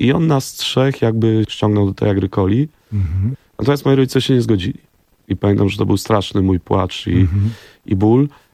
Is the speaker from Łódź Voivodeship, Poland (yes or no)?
no; Warsaw, Masovian Voivodeship, Poland; ja jestem z Grochowa częściowo jestem ze Stegiem, to jak zwykle w Warszawie, tam ludzie się przeprowadzają